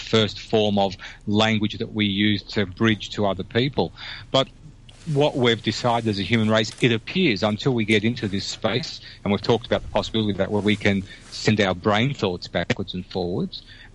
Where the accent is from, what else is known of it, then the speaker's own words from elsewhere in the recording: Australia; the words that I use that I take for granted that are Australian words, I don't put into that conversation